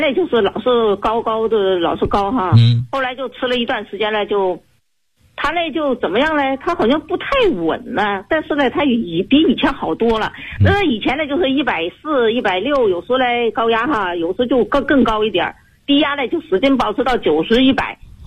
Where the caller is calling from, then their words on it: Guangzhou, Guangdong, China; 我是来自广州市的学员。